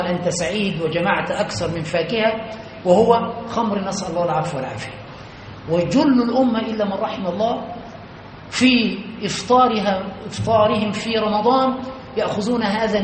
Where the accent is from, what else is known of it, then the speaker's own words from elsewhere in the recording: Egypt; كما يقال عندنا في مصر الكوكتيل